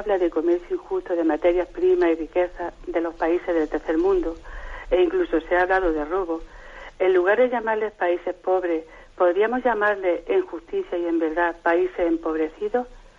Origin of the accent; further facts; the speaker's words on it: Úbeda, Andalusia, Spain; soy de Úbeda, Jaén